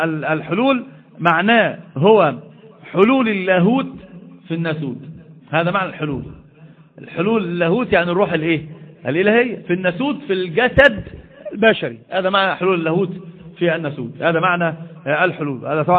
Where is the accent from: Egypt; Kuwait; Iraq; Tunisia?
Egypt; الحمد لله مش حد عندنا في مصر بيقول بذلك،